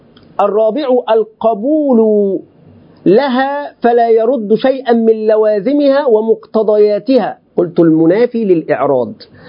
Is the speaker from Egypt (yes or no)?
yes; Egypt; عندنا في مصر